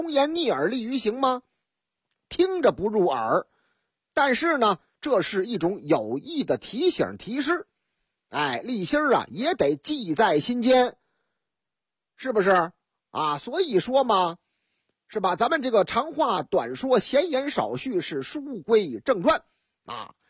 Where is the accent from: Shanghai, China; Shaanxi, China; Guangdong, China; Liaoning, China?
Shanghai, China; 说这个我老家上海啊